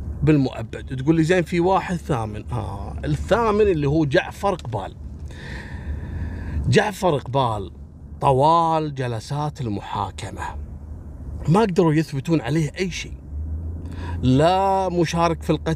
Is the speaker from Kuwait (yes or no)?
yes; Kuwait; احنا عندنا في الكويت أول كانوا يحطون، أنا ملحقت عليهم، يحطون كشك صغير ويكون فيه رجل أمن